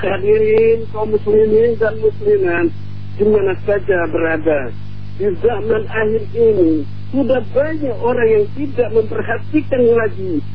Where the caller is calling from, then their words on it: South Sumatra, Indonesia; Saya dari Sumatera Selatan